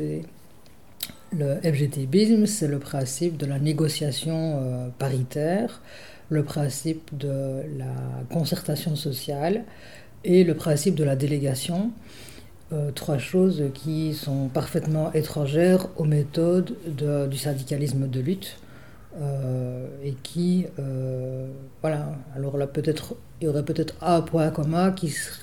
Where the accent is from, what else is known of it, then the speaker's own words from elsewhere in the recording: Liège, Wallonia, Belgium; Oui, je suis née à Liège et j'y vis depuis.